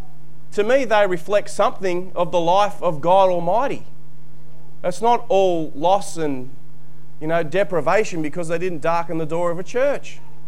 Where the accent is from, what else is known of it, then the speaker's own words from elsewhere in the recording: New South Wales, Australia; I was brought up in New South Wales.